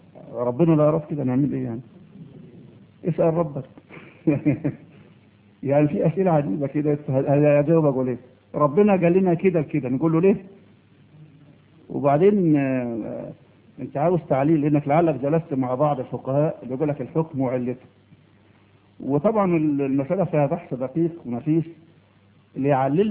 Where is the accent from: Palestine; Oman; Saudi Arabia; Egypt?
Egypt; يا أخي إحنا مصريين عقولنا متربية،